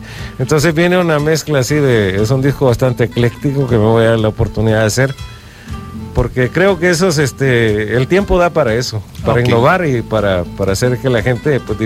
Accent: El Salvador; con la gente que crecí aquí en El Salvador

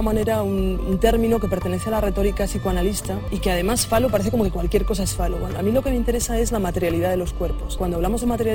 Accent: Burgos, Castile and León, Spain; born there; nací en Burgos, en una sociedad extremadamente católica, conservadora, de derechas

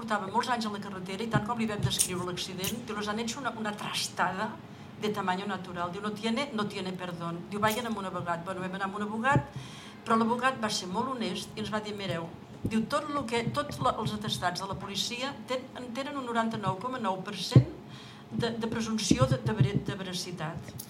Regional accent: Berga, Catalonia, Spain; Autòctona totalment de Berga, a més.

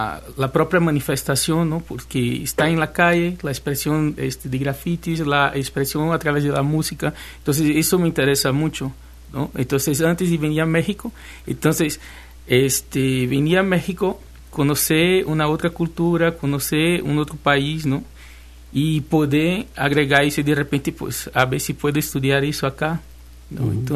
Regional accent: Recife, Pernambuco, Brazil; Spanish is a second language; now in Xalapa, Mexico; De Recife.

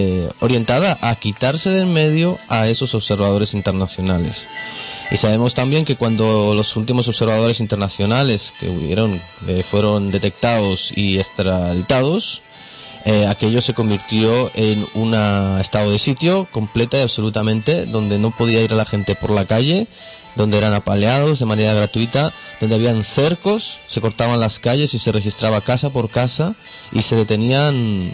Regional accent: Spain; Y nosotros como españoles o como gente que vive en este estado

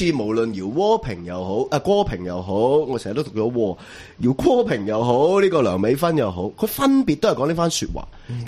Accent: Hong Kong

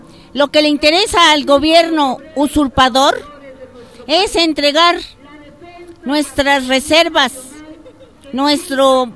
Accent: Mexico; es un derecho y una obligación como mexicanos defender lo que es nuestro

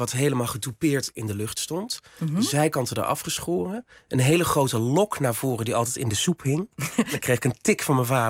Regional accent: Winssen, Gelderland, Netherlands; in het dorp waar ik vandaan kom, Winsen, met 900 inwoners en een molen en een supermarkt.

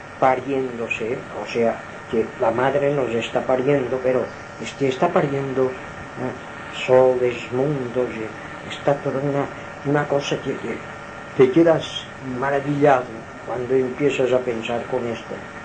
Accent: Balearic Islands, Spain; somos aquí de Mallorca, pero en Mallorquín, sí, en los Chuetas

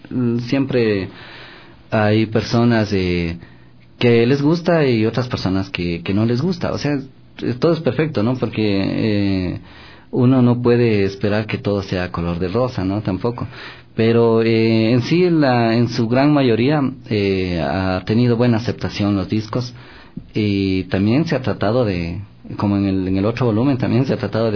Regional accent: Ecuador; Como sudamericanos, como ecuatorianos, tenemos nuestra idiosincrasia y nuestras raíces

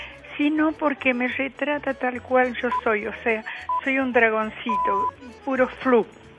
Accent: Buenos Aires, Argentina; soy del barrio de Villa Lugano.

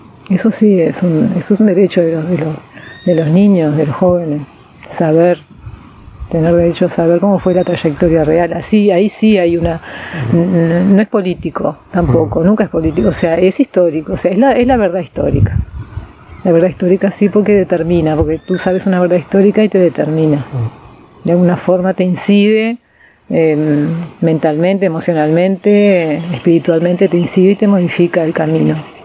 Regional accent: Uruguay; Hay un conocimiento de lo que es la trayectoria de nuestra identidad como uruguayos

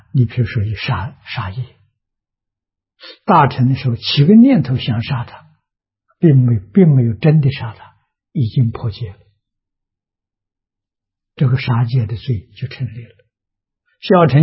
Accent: China; 过无是我们中国人说的啊

